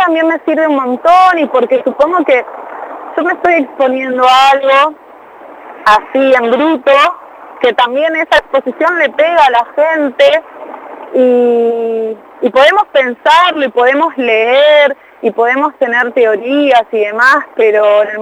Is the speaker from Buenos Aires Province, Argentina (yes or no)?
yes; Moreno, Buenos Aires Province, Argentina; now in Buenos Aires, Argentina; yo nací en Moreno, viví en Moreno, qué sé yo, ahora hace poquito estoy viviendo en Capital. Pero soy de Moreno, o sea, me tira al barrio